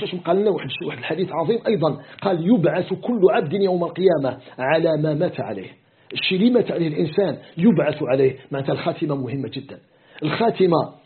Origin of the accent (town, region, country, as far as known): Algeria